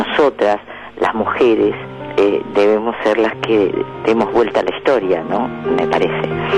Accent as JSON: {"language": "Spanish", "country": "Argentina", "said": "Soy argentina"}